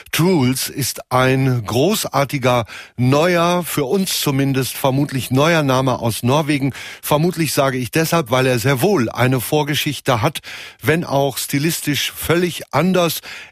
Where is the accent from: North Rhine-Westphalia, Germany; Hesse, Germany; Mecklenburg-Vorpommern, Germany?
North Rhine-Westphalia, Germany; wenn ich als Westfale grundsätzlich eher skeptisch bin und meine Zweifel habe